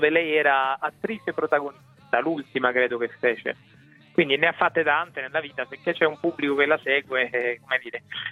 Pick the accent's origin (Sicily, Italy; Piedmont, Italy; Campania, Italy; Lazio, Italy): Sicily, Italy; Catania; io che non sono cresciuto a Roma ma a Catania